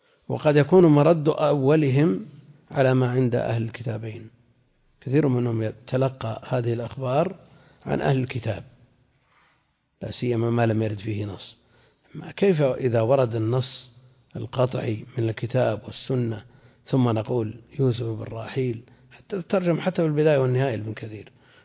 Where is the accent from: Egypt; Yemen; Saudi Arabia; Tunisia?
Saudi Arabia; Najd; عندنا في نجد